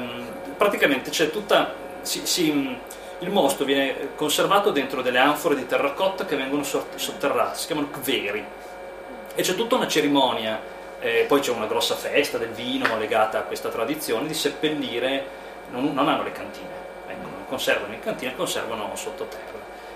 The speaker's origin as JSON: {"language": "Italian", "region": "Piedmont", "country": "Italy", "tie": "born or raised there", "said": "io sono piemontese. Io sono nato in collina, ho vissuto in collina"}